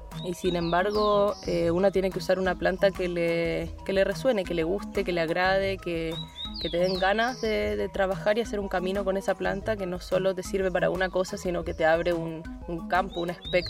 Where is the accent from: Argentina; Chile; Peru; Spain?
Argentina; Buenos Aires; trabajo con plantas. Hace varios años nací en Buenos Aires, en Argentina, muy alejada de las plantas. Me crié en la ciudad, en Capital Federal. En mi casa no había jardín.